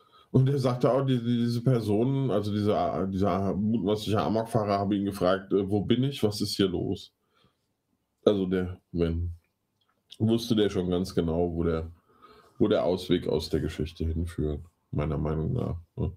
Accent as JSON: {"language": "German", "town": "Giessen", "region": "Hesse", "country": "Germany", "tie": "born or raised there", "said": "dass meine Heimat irgendwie eine Rubrik wird bei den Affen. Also es ist gerade nicht so einfach, in Gießen zu wohnen irgendwie."}